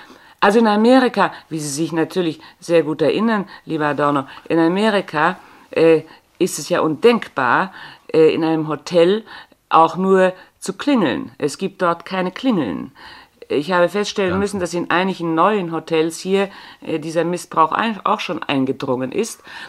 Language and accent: German; Bavaria, Germany; accent: Bavarian; ich kann schon noch das Bayerische, gell? Sie kann schon noch, aber merken tut man es nicht mehr. Ich bin also eine bayerische Landperson